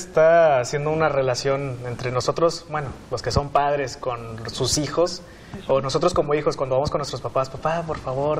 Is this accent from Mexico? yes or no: yes; Monterrey, Nuevo León, Mexico; también soy estudiante de teología y soy de Monterrey, Nuevo León.